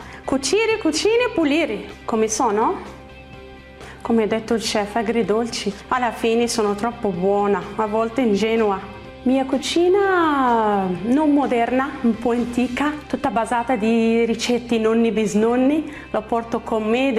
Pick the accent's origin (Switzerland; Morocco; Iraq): Morocco; now in Bergamo, Italy; Vengo da Marocco, 47 anni, vivo a Bergamo, il mio secondo paese, il mio cuore.